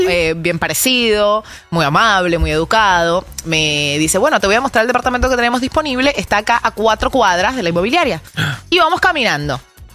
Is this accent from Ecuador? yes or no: no; Venezuela; now in Argentina; Para los que no saben, soy venezolana.